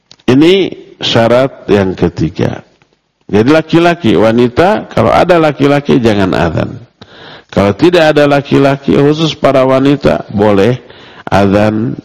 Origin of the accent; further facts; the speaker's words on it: Bandung, West Java, Indonesia; walaupun kita orang Bandung